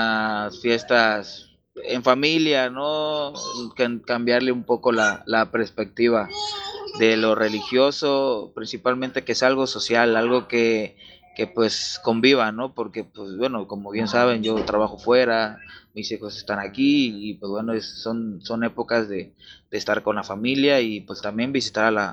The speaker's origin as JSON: {"language": "Spanish", "country": "Mexico", "said": "todavía seguimos, nosotros como mexicanos, seguimos reproduciendo estos sistemas religiosos"}